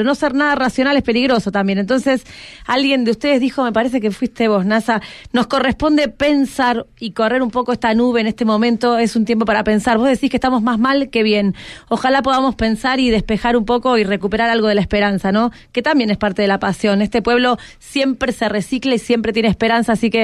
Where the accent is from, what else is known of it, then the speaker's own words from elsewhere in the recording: Argentina; algo de nuestra identidad como argentinas y argentinos